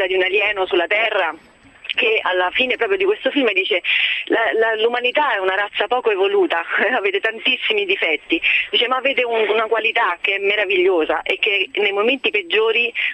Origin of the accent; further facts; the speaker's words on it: Rome, Lazio, Italy; Non sono da Milano, sono da Roma, in provincia di Roma.